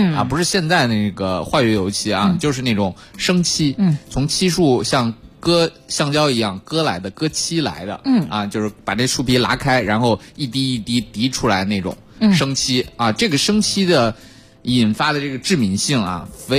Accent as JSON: {"language": "Chinese", "country": "China", "said": "因为我们中国人其实对这个植物性的食物其实一直以来抗性都还挺强的是吧"}